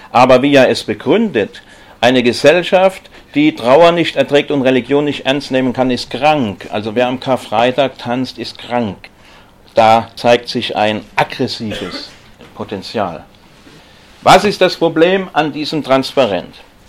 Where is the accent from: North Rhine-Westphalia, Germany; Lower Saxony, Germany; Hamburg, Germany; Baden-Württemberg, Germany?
Baden-Württemberg, Germany; Stuttgart; Ich komme ja aus Stuttgart